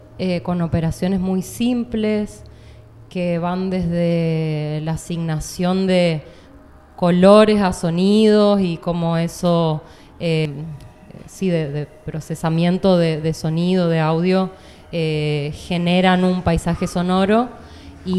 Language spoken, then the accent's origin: Spanish; Corrientes, Argentina; grabaciones de campo de Corrientes, que es mi ciudad de origen y donde viví la mayor parte de mi vida